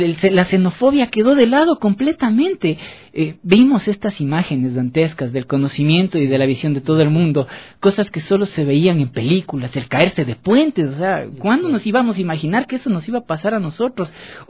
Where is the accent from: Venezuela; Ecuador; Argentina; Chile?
Ecuador; con este pecho ferviente diciendo: soy ecuatoriano, te amo, Ecuador.